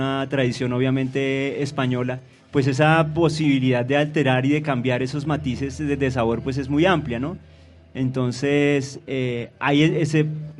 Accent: Colombia; O sea que como colombianos, por el hecho de vivir en el país

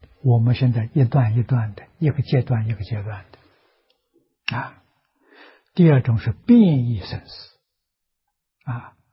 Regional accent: Nanjing, Jiangsu, China; 我记得我小时候在南京念书啊

